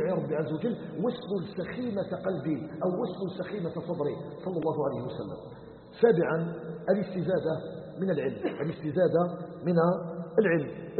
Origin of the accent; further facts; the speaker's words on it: Algeria; احنا عندنا في الجزائر